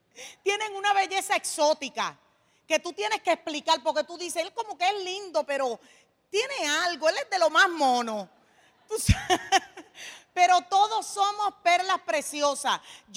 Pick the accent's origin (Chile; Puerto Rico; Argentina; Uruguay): Puerto Rico; San Sebastián; Venimos del pueblo de San Sebastián. Gloria al Señor. Estamos sumamente cerquita de aquí, de Mayagüez.